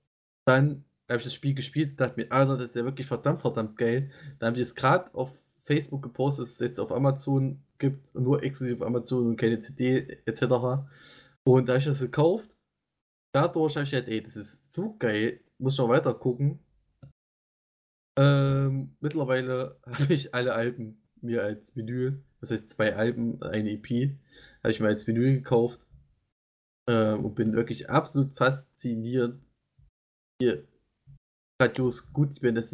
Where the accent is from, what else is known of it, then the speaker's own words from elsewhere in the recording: East Germany, Germany; das ist auch so ein Wort, das einfach zu schwer auszusprechen ist als Ostdeutscher